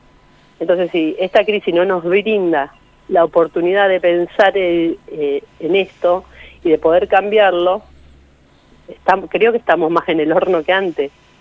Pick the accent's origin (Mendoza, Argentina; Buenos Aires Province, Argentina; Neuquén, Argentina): Buenos Aires Province, Argentina; Saladillo; Yo vengo del distrito de Saladillo